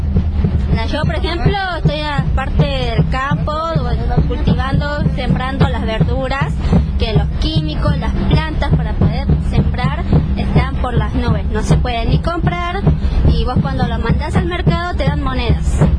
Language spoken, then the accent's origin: Spanish; Florencio Varela, Buenos Aires Province, Argentina; Bueno, nosotros somos de Florencia Varela, vivimos allá en Las Quintas.